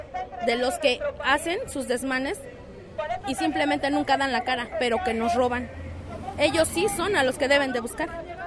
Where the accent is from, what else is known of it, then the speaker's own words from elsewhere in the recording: Mexico; como somos mexicanos, personas respetuosas que estamos tratando de trabajar.